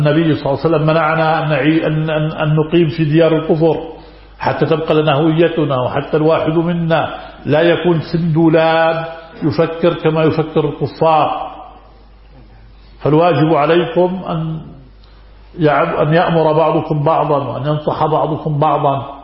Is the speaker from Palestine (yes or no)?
yes; Haifa, Palestine; نحن من فلسطين المحتلة الجريحة